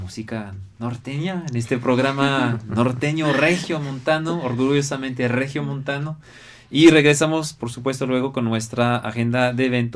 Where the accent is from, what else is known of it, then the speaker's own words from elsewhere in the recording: France; Spanish is a second language; en mi país, hablo de lo que conozco, que es mi país